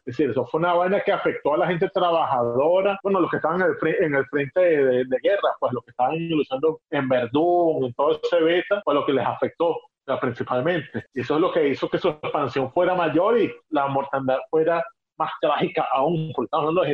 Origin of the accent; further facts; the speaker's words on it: La Guaira, Venezuela; Coño de la madre, ¿por qué mi pueblo siempre? Ah, no, ya sé por qué. El puerto, coño de la madre.